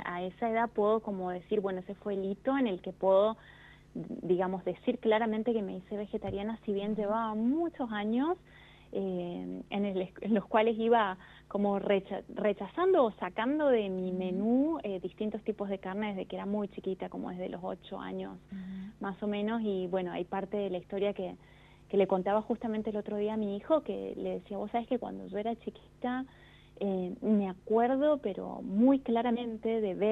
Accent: Mendoza, Argentina; Yo nací en Mendoza, vivo acá, vivo en Godoy Cruz, que es una ciudad dentro de Mendoza, y siempre he estado acá. Nací acá y aquí me quedé

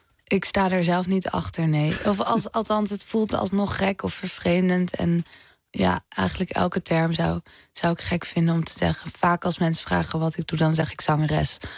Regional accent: Amsterdam, North Holland, Netherlands; Nou, ik ben opgegroeid in de Pijp.

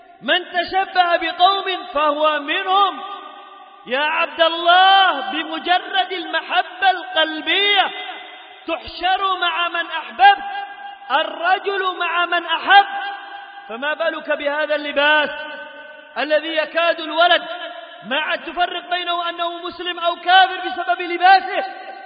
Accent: Yemen; اللهم جنب بلادنا اليمن وسائر بلاد

